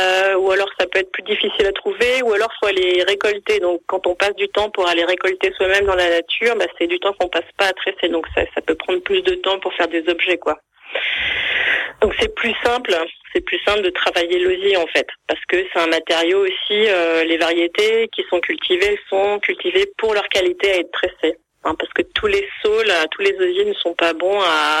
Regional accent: Hauts-de-France, France; Je suis issue du milieu agricole. Moi, j'ai grandi en Picardie, donc pas du tout dans la région.

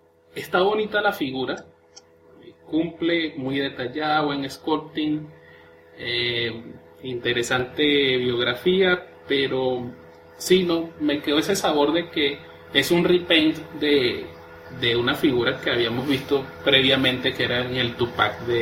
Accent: Venezuela; now in Colombia; Yo en Colombia, pero soy venezolano.

